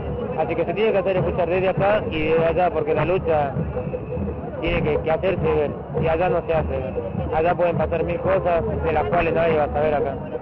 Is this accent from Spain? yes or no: no; Jujuy, Argentina; now in Buenos Aires, Argentina; Yo vivo acá, en Buenos Aires, soy de Jujuy.